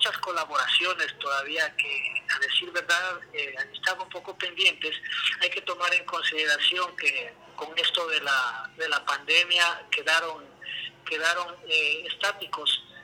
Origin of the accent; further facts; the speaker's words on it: Ecuador; lo que nos identifica como ecuatorianos.